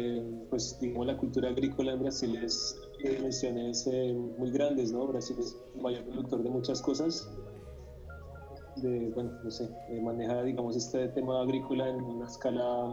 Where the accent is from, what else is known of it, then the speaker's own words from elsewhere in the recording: Bogotá, Colombia; Yo como tal no crecí acá, yo crecí en Bogotá, pero siempre tuve una relación muy grande con este lugar. Yo pues de vivir acá no tengo memoria